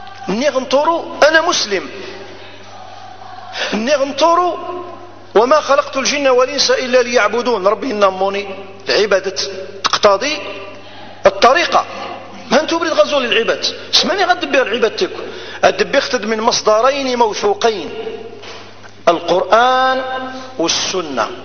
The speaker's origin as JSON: {"language": "Arabic", "region": "Ghardaïa Province", "country": "Algeria", "said": "أنا جزائري. فكل الجزائريين إخوان"}